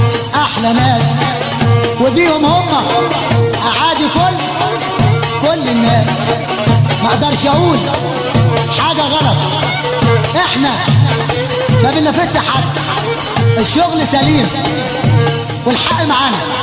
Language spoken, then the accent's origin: Arabic; Minya, Minya Governorate, Egypt; وما ننساش بلدنا المنيا